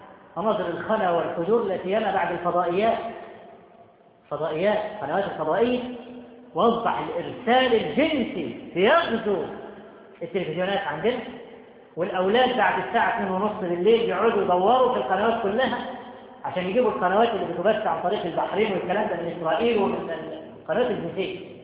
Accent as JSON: {"language": "Arabic", "town": "Cairo", "region": "Cairo Governorate", "country": "Egypt", "said": "بقى لها كم سنة عندنا في القاهرة والمدن الكبرى"}